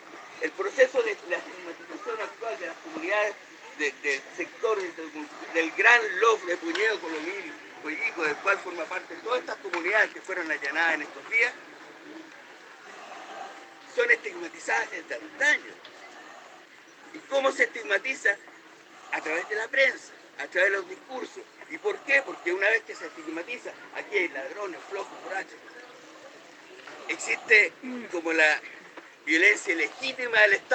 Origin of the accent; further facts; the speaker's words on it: Chile; Y esa parte a nosotros como chilenos nos pertenece.